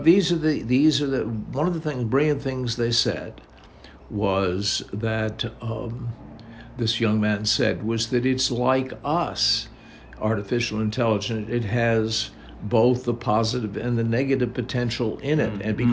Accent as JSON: {"language": "English", "country": "United States", "said": "And as an American, even though I experienced paedophile priests and grooming"}